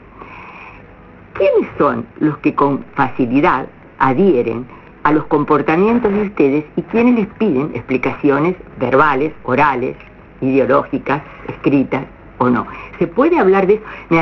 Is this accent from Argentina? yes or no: yes; Rosario, Santa Fe, Argentina; la vieron consolidar en el tiempo de nuestra ciudadanía como rosarinos